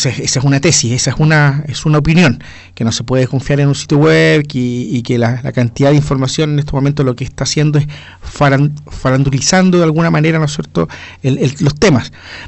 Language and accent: Spanish; Chile; nuestras actitudes como chilenos